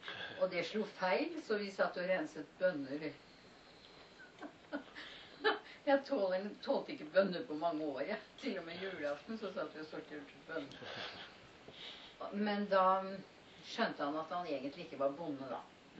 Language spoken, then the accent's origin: Norwegian; Moss, Østfold, Norway; born there; also born or lived in Lier; de første 3 årene bodde jeg jo i Lier, men så, jeg er født i Moss, og så flyttet vi ut til Morsheim.